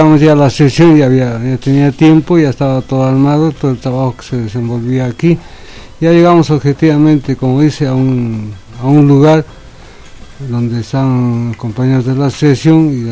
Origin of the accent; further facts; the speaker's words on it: Peru; also born or lived in Bolivia; now in Argentina; Yo el 2009, o sea, llegué después, aunque estuve fuera del Perú prácticamente 10 años antes, en Bolivia.